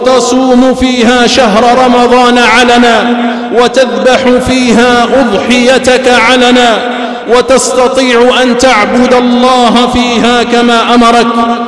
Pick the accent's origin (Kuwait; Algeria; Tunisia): Algeria; فبلادنا الجزائر يا عباد الله، بلادنا الجزائر أيها الشباب